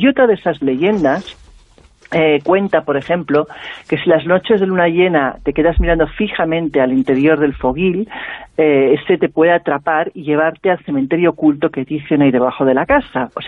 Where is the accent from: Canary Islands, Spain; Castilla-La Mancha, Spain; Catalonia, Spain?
Catalonia, Spain; born there; aunque soy catalana de nacimiento, soy sevillana de adopción, quizás porque lo llevo en la sangre, ¿no? Porque mi abuelo era sevillano